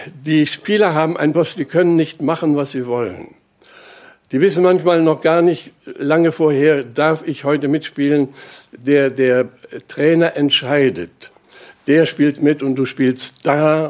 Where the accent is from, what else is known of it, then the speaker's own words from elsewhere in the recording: Germany; Und ich bin da so ganz mit dabei, ich bin ja Deutscher.